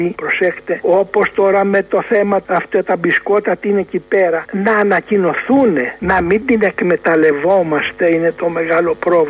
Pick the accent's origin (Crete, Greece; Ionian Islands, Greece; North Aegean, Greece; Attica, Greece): Ionian Islands, Greece; Τότε είχαμε κατσαρόλι πινιάτι που το λέμε στην Κέρκυρα.